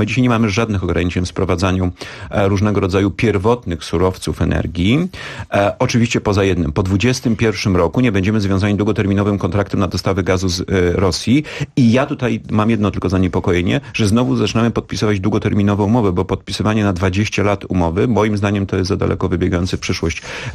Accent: Bydgoszcz, Kuyavian-Pomeranian Voivodeship, Poland; born there; ja się urodziłem w Bydgoszczy praktycznie na lotnisku, na którym lądowały, startowały samoloty

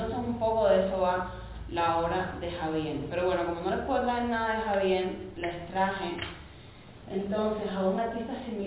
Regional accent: Cuba; El cubano de a pie es una frase que nosotros utilizamos mucho porque es como el cubano común

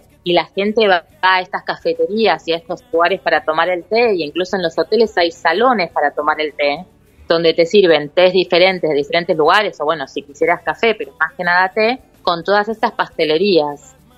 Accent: Argentina; que hagamos algo original como argentinos y, bueno, no copiemos afuera

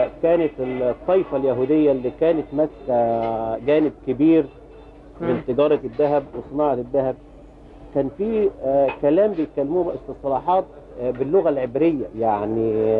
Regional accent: Egypt; ما هي في ايدين الاجانب، والاجانب جم عندنا في مصر

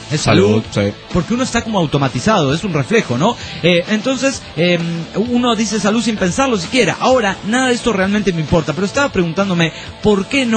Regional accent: Aguascalientes, Mexico; soy de Aguascalientes, soy aguacalentón, soy aguacaliento o algo así

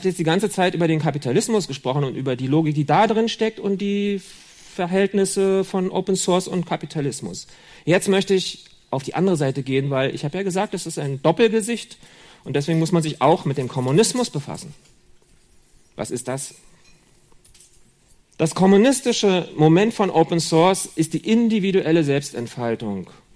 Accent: Berlin, Germany; Oder in Berlin, wo ich herkomme.

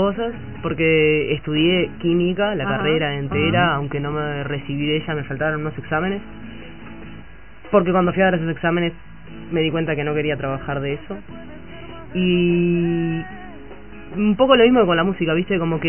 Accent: Montevideo, Uruguay; Soy de acá, de Montevideo.

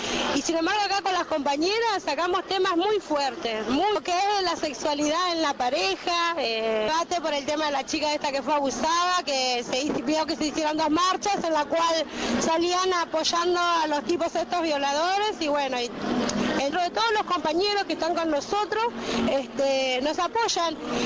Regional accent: González Catán, Buenos Aires Province, Argentina; soy de González Catán, somos de las Rebeldes Matanceras

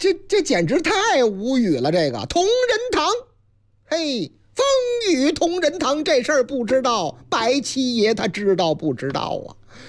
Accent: Shanxi, China; 晋鲁豫就是我老家山西

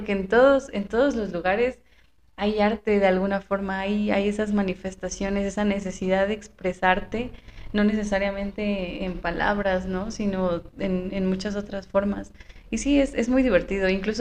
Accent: Zinacantepec, State of Mexico, Mexico; Pero pues no, o sea, nosotros somos de Sinacantepec, de San Luis Mextepec, muy, muy

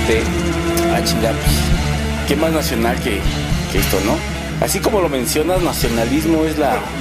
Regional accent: Mexico; Primero la mexicanidad, como tal, como mexicanos, que tanta falta nos hace.

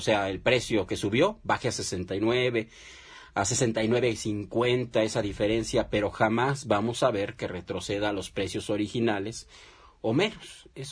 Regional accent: Mexico; nosotros como mexicanos, y lo decíamos en el programa pasado

